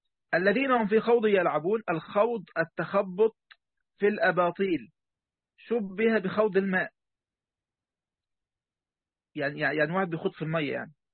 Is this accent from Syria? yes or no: no; Egypt; نحن نسميها الفكاهة عندنا في مصر